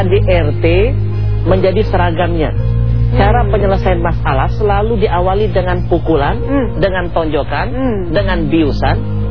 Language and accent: Indonesian; Palembang, South Sumatra, Indonesia; Kalau orang kampung saya Palembang bilang cemekean.